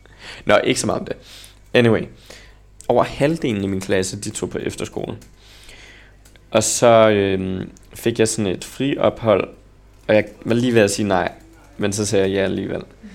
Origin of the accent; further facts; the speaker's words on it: Copenhagen, Capital Region of Denmark, Denmark; Så jeg voksede op på Østerbro. Og der har jeg gået i folkeskole i 10 år.